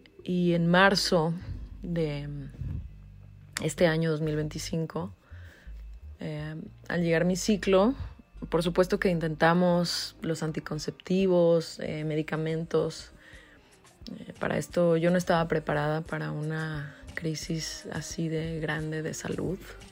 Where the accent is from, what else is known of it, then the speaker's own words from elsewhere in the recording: Guadalajara, Jalisco, Mexico; now in Mexico City, Mexico; tengo 36 años, soy de Guadalajara, Jalisco y vivo en Ciudad de México.